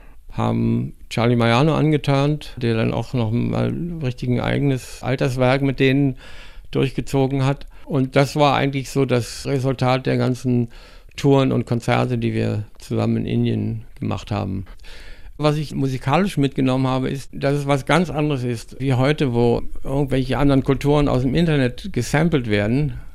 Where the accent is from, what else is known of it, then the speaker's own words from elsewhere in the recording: Rügen, Mecklenburg-Vorpommern, Germany; born there; Die Melodie kommt so aus meiner Gegend, von der Insel Rügen, wo ich geboren bin.